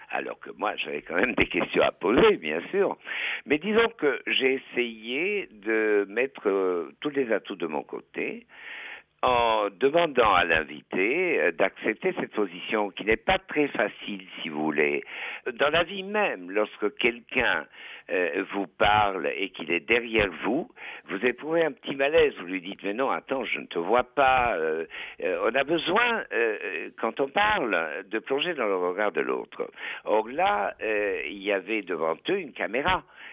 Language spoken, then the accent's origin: French; Vienna, Austria; moved away; Mon enfance, une partie de mon enfance s'est passée à Vienne. Et Vienne, à l'époque, je suis quand même né dans les années 30.